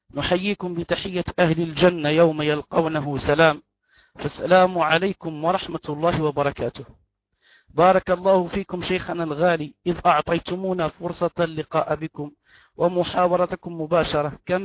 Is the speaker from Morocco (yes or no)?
yes; Morocco; أن هناك استشكال عندنا في المغرب